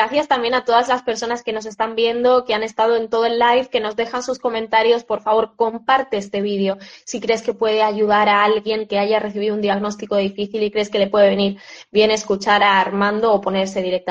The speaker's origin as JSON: {"language": "Spanish", "country": "Spain", "said": "Un gusto también que estés en España, en mi país"}